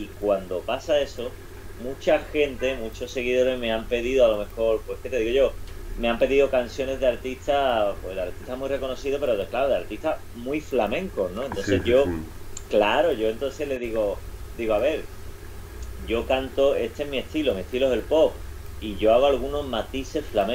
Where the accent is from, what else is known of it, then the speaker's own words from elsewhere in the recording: Seville, Andalusia, Spain; soy de aquí del Sevillano Barrio de Triana y el flamenco, pues es algo que se palpa, que está en el aire